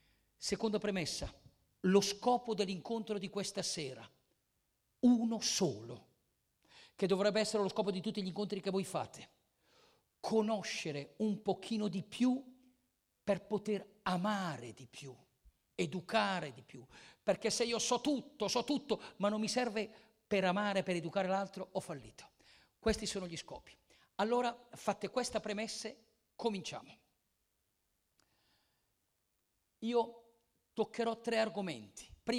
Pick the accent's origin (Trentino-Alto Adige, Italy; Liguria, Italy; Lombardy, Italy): Lombardy, Italy; Lecco; Io vengo da lontano, vengo da Lecco.